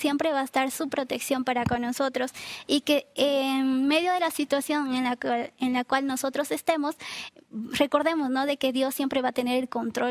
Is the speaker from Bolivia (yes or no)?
yes; Beni, Bolivia; now in Cochabamba, Bolivia; nosotros somos de Beni, Ribera Alta, y estábamos acá por tema de estudio en Cochabamba